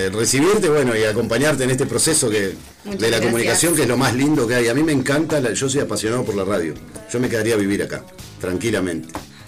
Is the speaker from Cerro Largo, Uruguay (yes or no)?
yes; Fraile Muerto, Cerro Largo, Uruguay; No tengo dos de Fraile Muerto en este grupo, que para mí es un placer, que hice de mi pueblo